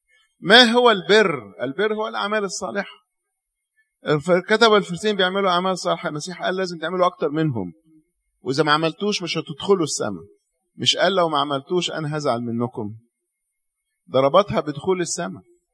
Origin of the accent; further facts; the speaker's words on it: Cairo, Cairo Governorate, Egypt; ده احنا عندنا في القاهرة